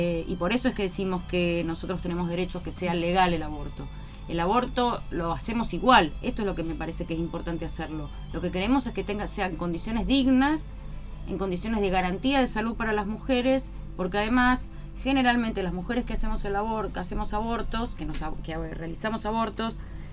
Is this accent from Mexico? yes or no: no; Lanús, Buenos Aires Province, Argentina; de acá de la zona de Lanús, militante feminista desde hace muchos años